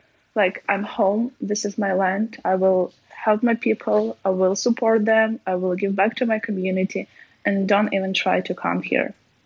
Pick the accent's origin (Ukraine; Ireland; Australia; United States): Ukraine; English is a second language; I will also will go and see my family in my hometown, which is like 200 kilometers from Lviv